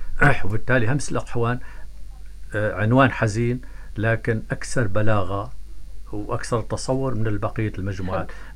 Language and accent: Arabic; Dreikish, Tartus Governorate, Syria; لكن أنا ابن قرية جميلة جدا وكريمة بشعبة وخاصة بشهداء. أنا أحيي قرية جبل تخلي.